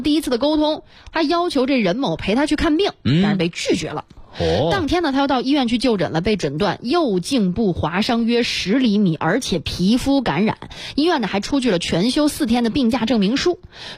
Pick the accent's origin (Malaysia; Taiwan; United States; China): China; South China; 虽然我真的是南方人。